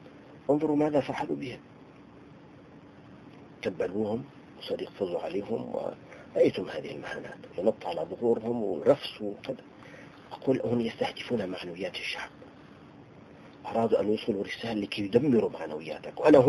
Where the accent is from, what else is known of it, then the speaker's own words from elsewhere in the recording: Tartus, Tartus Governorate, Syria; عايش معهم 20 سنة. فأنا ابن طرطوس